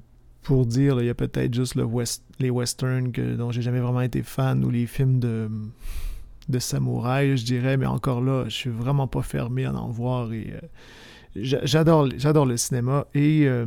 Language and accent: French; Quebec, Canada; Comme je suis originaire du Québec, un navet, c'est ainsi qu'on nomme les nanars pour les gens qui viennent de la France.